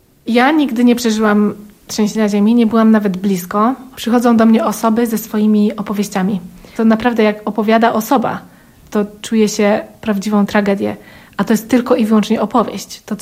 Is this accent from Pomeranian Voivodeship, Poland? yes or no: no; Oświęcim, Lesser Poland, Poland; born there; Jestem urodzona w Oświęcimiu.